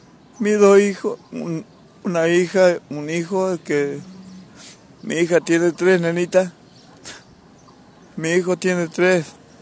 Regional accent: General Mosconi, Salta, Argentina; somos de Mosconi, y nos vinimos porque no hay trabajo allá, vivimos de changa.

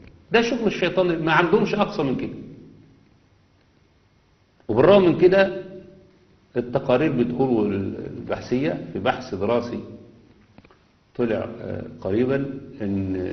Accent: Egypt; يعني احنا عندنا في مصر على مدار مثلا 30 سنة

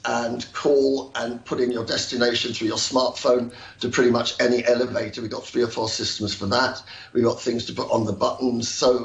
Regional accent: England, United Kingdom; now in Hong Kong; as an Englishman and with my friends out here

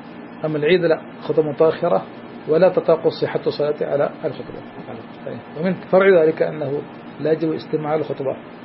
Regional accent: India; حتى عندنا في الهند من مسائل العوام أن لا يأكل ولا يشرب عند الكسوف

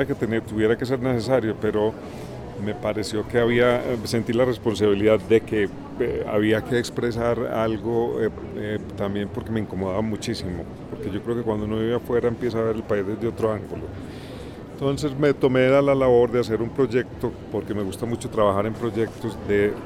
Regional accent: Colombia; yo me fui de Colombia por 12 años, trabajé en artes plásticas afuera. Cuando regresé, me llamó mucho la atención

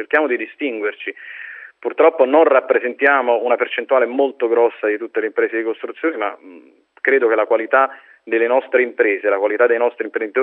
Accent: Naples, Campania, Italy; Nei territori un attimino più degradati del meridione, io vengo da Napoli

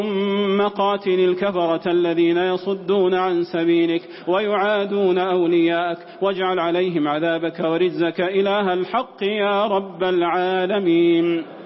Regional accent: Saudi Arabia; اللهم أدم على بلادنا المملكة العربية السعودية بلاد الحرمين والشريفين أمنها وأمانها

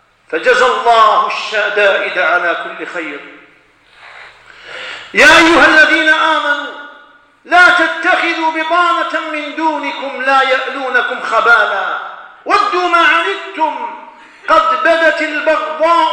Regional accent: Algeria; ونذر الخطر تدق أجراسها في بلادنا الجزائر هنا وهناك

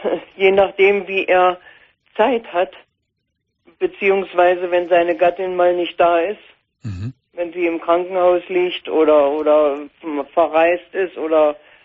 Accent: Saxony-Anhalt, Germany; Er ist aus dem Harz und ich bin aus der Magdeburger Börde.

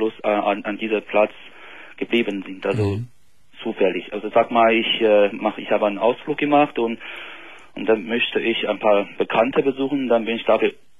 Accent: Beijing, China; German is a second language; Also ich komme aus China, aus Peking.

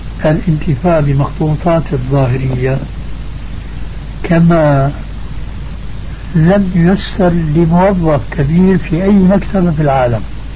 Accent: Damascus, Damascus Governorate, Syria; كما يقال عندنا في دمشق

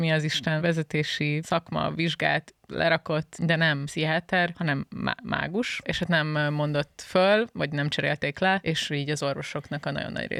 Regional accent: Hungary; Szóval én azért el vagyok itt Magyarországon magyarként.

